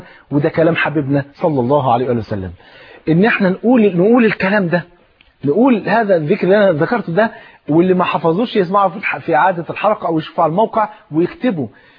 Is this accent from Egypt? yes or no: yes; Egypt; أنا ملاحظ بعد الثورة إحنا إحنا إحنا نفسنا كمصريين نفرح بقى